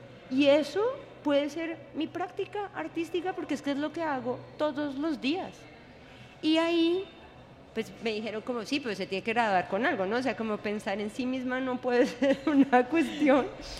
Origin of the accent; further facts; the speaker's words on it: Colombia; pues somos colombianos y yo voy allá y hay empanadas